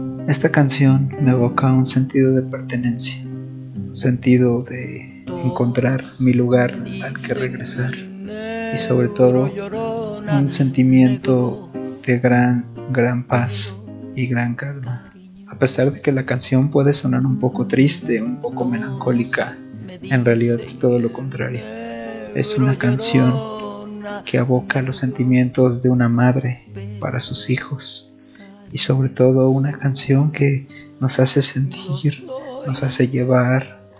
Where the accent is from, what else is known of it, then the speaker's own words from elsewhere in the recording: Mexico; saludando de mi tierra mexicana